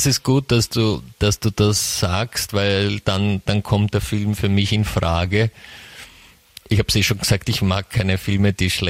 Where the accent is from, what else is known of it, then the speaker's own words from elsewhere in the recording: Vienna, Austria; aber die Antwort von Georg Klonei hat mich baff, wie man bei uns in Wien sagt, gemacht.